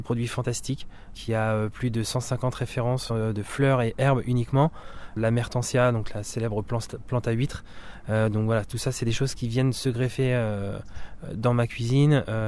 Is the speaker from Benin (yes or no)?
no; Normandy, France; moi, je suis normand d'origine et j'ai grandi sur les terres normandes et j'y suis très attaché.